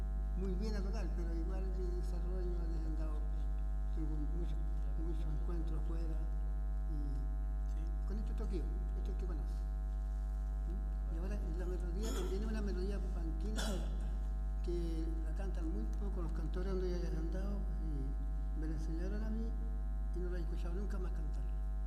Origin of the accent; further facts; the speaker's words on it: Rinconada de Peralillo, O'Higgins, Chile; de Rinconada de Peralillo, de Colchagua.